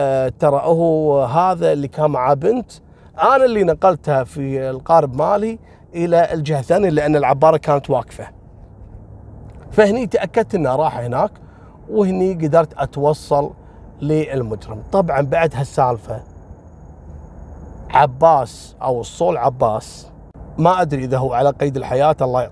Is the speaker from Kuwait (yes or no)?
yes; Kuwait; تعرفون إحنا عندنا في الكويت مطبقين الحظر الجزئي